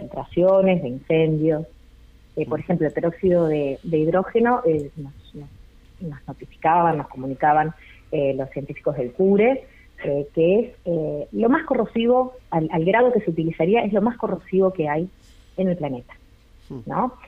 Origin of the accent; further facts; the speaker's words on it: Uruguay; para nosotros como uruguayos y como uruguayas, para saber de dónde venimos y para saber quiénes somos.